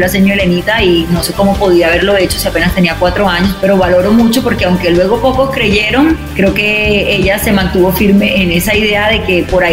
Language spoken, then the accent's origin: Spanish; Soledad, Atlántico, Colombia; also born or lived in Barranquilla; nací en Soledad, en el municipio de Soledad, y luego me voy a vivir a Barranquilla para hacer los estudios universitarios. Es decir, la mitad de la vida que estuve en la costa caribe colombiana la hice en Soledad y en Barranquilla.